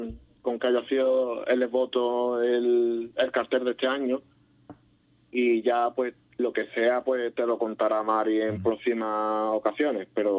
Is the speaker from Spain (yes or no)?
yes; Ubrique, Andalusia, Spain; más que nada llevas al pueblo de Ubrique.